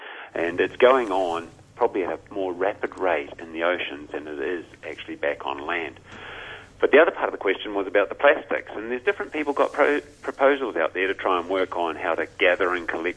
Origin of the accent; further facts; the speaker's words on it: New Zealand; You know, as a Kiwi